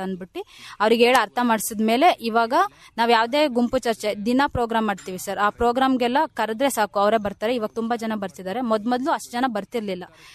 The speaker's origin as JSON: {"language": "Kannada", "town": "Arsikere", "region": "Karnataka", "country": "India", "said": "ನಾನು ಮೂಲತಃ ಅರಸೀಕೆರೆ ತಾಲೂಕವಳಾಗಿರ್ತೀನಿ."}